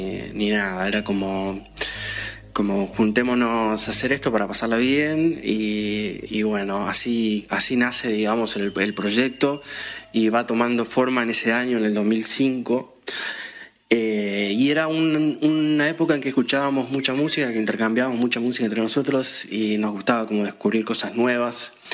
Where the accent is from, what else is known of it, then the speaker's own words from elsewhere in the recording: Formosa, Argentina; now in Buenos Aires, Argentina; músico guitarrista, soy de Formosa y vivo en Buenos Aires hace un par de años.